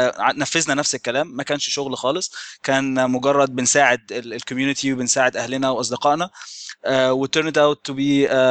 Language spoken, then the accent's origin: Arabic; Egypt; زي ما أنت تكرمت وقلت أنا من مصر، ومن سنة حوالي 2006 ممكن آخر 2006 ابتديت أسافر كتير، درست شوية في إنجلترا